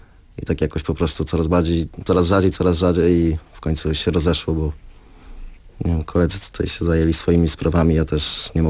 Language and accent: Polish; Olsztyn, Warmian-Masurian Voivodeship, Poland; now in Poznań, Poland; ja mieszkam w Poznaniu na co dzień i Bartek tak samo. Bartek pochodzi z Gorzowa, ja pochodzę z Olsztyna.